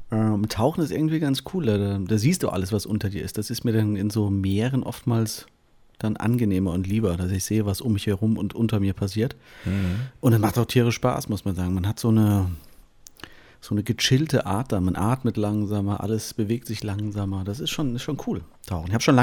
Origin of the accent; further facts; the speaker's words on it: Künzell, Hesse, Germany; Ich komme ja aus Fulda, aus Künzell.